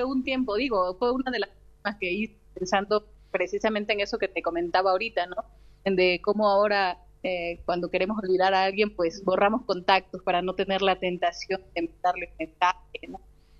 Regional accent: Loma Bonita, Oaxaca, Mexico; Tomé un curso en una casa de cultura del municipio de donde soy, en Loma Bonita, Oaxaca

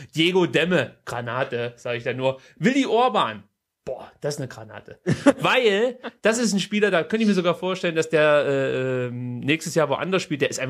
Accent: Saxony, Germany; mit Leipzig habe ich jetzt die Hoffnung, dass meine alte Heimatregion wieder zurück ins Oberhaus des Fußballs einzieht

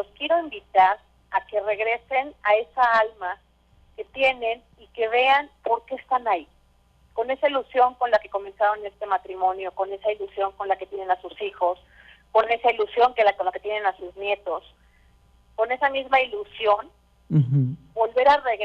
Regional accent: Mexico; somos amigos, somos mexicanos y nos queda apoyar para salir adelante.

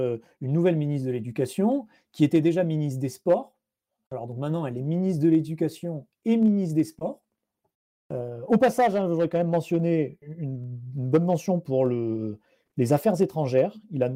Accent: France; En tant que Français, tu pouvais dire

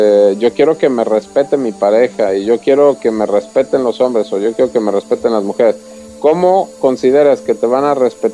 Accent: Mexico; yo también soy mexicano

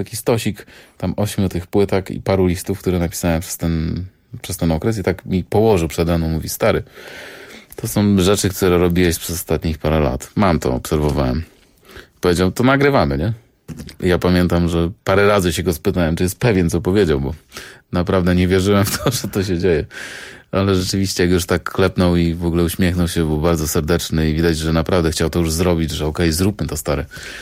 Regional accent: Jelenia Góra, Lower Silesian Voivodeship, Poland; Ponieważ jestem z Jeleniej Góry, to jest tylko 600 kilometrów od Monachium. Miałem być u mojej mamy, w moim rodzinnym domu.

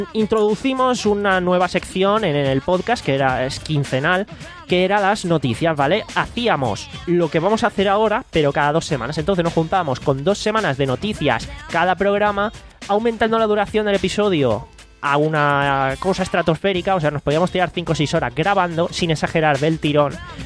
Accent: Alicante, Valencian Community, Spain; si va a haber un evento por nuestra zona, que somos de Alicante, lo vamos a comentar

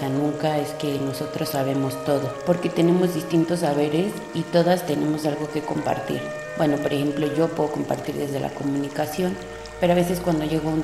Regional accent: Tlalpujahua, Michoacán, Mexico; Soy originaria de Tlalpujahua, Michoacán, en México.

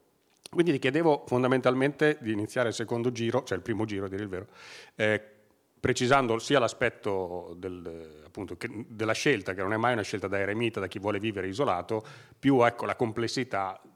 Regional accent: Bologna, Emilia-Romagna, Italy; che io non sono di qua, vengo da Bologna

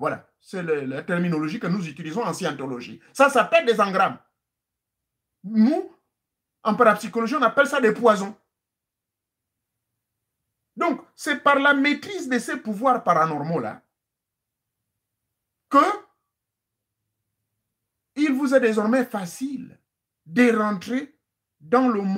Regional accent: Gabon; now in United States; Chez nous en Afrique, au Gabon, il y en a. Au Congo, il y en a. Ici aux États-Unis, il y en a.

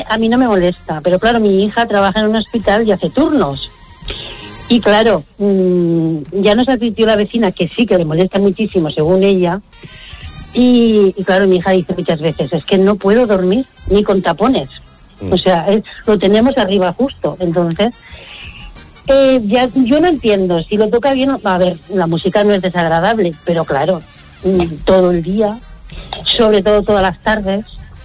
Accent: El Bonillo, Castilla-La Mancha, Spain; now in Valencia, Spain; En Valencia, pero soy del Bonillo.

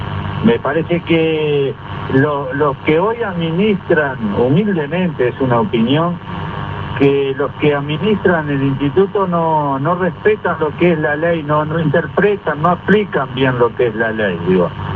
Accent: Uruguay; Yo pienso que nosotros como uruguayos, el país nos debemos una discusión sobre el uso de los recursos naturales.

